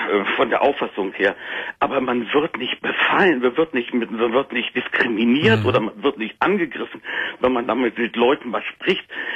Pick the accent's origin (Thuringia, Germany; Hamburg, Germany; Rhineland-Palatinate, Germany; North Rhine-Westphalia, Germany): North Rhine-Westphalia, Germany; Cologne; born there; Ich bin geborener Kölner.